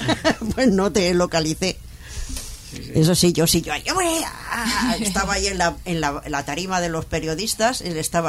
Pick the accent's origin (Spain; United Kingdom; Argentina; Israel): Spain; Barcelona, Catalonia; yo tampoco soy de Madrid, ¿eh? Pero bueno, estoy dentro del territorio nacional, pero yo soy de Barcelona.